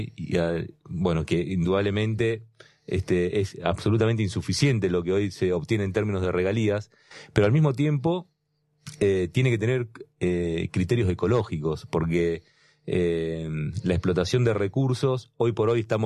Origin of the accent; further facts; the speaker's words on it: Neuquén, Argentina; Yo vengo de la provincia de Vaca, sí, Muerta